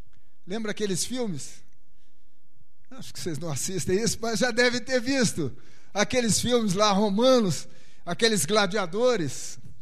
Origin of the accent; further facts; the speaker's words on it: Rio de Janeiro, Brazil; Fui criado no Rio, né?